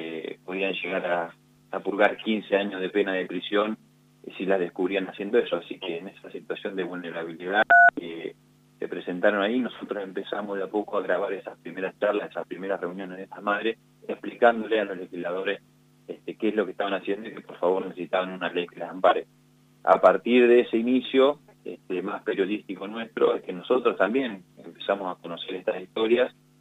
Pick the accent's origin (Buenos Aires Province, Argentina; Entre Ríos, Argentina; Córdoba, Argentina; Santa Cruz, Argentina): Buenos Aires Province, Argentina; Trenque Lauquen; yo estoy en Trenquelauquen, yo soy oriundo de Trenquelauquen, estoy cerquita